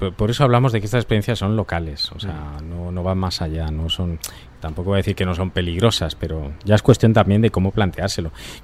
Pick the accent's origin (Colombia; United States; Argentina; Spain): Spain; San Lorenzo de El Escorial, Community of Madrid; Yo soy de allí, de San Lorenzo del Escorial